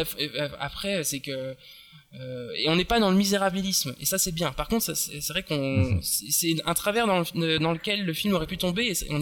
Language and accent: French; France; le film s'est un petit peu fait démonter chez nous en France parce que ben nous, on n'aime pas.